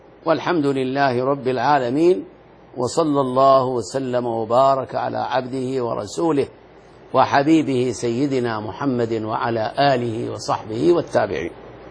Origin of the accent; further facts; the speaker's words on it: Al-Ahsa, Eastern Province, Saudi Arabia; يمرون عندنا في الأحساء، رأيتهم وأنا صغير يمرون مشاة أبدا إلى مكة